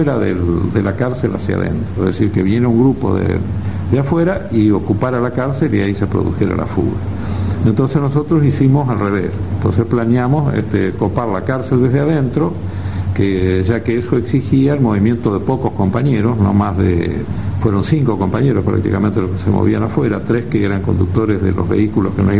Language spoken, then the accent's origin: Spanish; San Nicolás, Buenos Aires Province, Argentina; que era como a mí me decían en mi pueblo, en San Nicolás, en mi ciudad